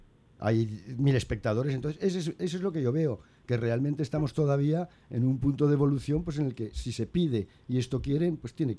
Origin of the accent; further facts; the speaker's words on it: Spain; Yo soy muy español y puedo convivir con 3 banderas